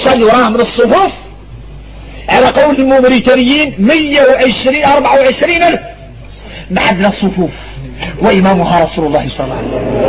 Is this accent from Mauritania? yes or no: yes; Mauritania; احنا موريتاني